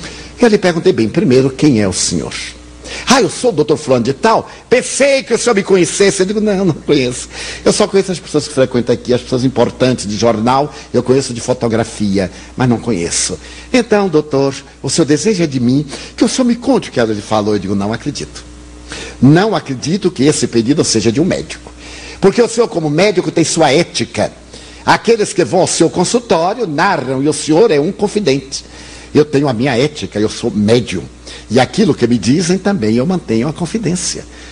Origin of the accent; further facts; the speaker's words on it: Bahia, Brazil; Como eu sou baiano, eu devo ter aqui uma boa percentagem, porque eu sou é pálido, não é branco. Eu sou pálido.